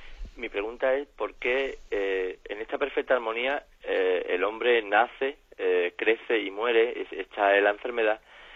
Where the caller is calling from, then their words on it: Jerez de la Frontera, Andalusia, Spain; de Jerez.